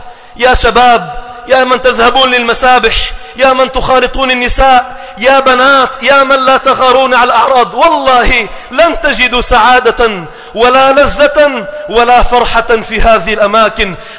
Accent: Sidon, South Governorate, Lebanon; بدأنا نرى بعض المناظر على المسبح الشعبي عندنا في صيدا

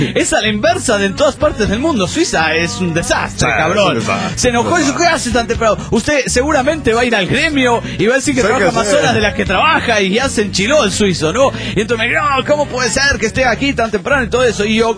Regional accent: Barcelona, Catalonia, Spain; de Barcelona, España.

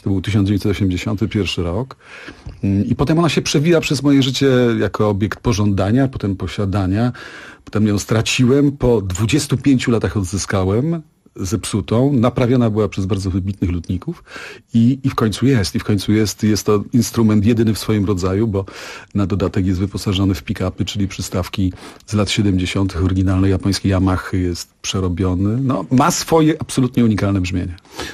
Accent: Kraków, Lesser Poland, Poland; Nie, ja pochodzę z Krakowa. Moi rodzice osiedlili się w Nowej Hucie w roku 70, o ile pamiętam, drugim.

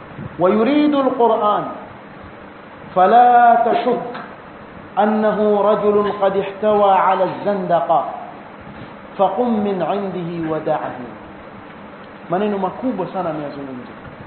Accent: Mombasa, Mombasa County, Kenya; Wazee wa vijiweni kule kwetu Mombasa

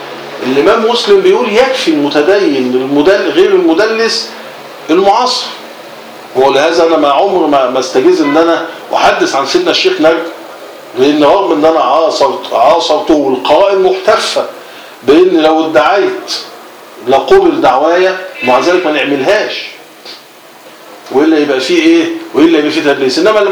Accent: Cairo, Cairo Governorate, Egypt; هو قاهري وانا قاهري، شبراوي وانا شبراوي.

